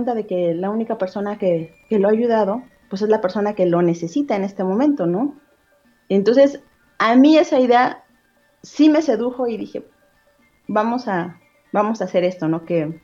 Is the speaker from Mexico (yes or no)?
yes; Tenancingo, Mexico; en el contexto en el que yo crecí en Tenancingo